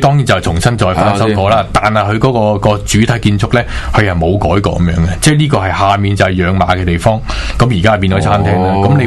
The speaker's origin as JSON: {"language": "Cantonese", "country": "Hong Kong", "said": "一定要我哋系即系作为香港人啦，一个香港嘅历史啦。"}